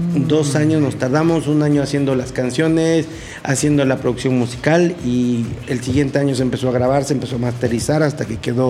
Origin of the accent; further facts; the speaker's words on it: Cosamaloapan, Veracruz, Mexico; Mira, yo soy originario de Cozamalapan, Veracruz.